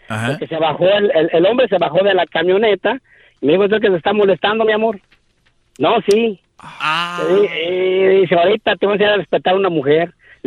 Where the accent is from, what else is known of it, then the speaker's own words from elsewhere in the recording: Michoacán, Mexico; Pues imagínese, soy de Michoacán, pregúntele a la verdad, ¿cómo somos?